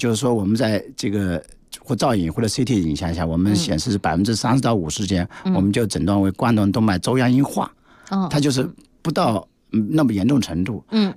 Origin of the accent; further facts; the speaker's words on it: China; 说肥胖，是我们中国人死亡的第五大因素之一吧